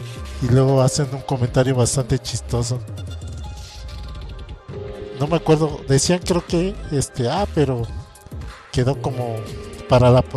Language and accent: Spanish; Mexico City, Mexico; O si no, pasa a los que somos de la Ciudad de México